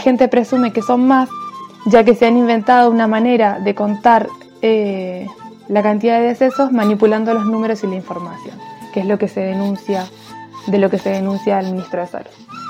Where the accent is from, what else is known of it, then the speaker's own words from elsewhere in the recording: Chile; now in Buenos Aires, Argentina; soy migrante chilena, vivo en Buenos Aires hace 10 años